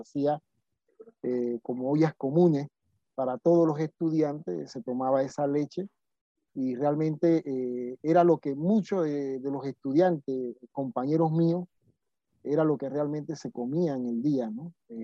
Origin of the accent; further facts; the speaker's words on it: Panama; En mi pueblo le decíamos puerco o cerdo, pero eso era cada cierto tiempo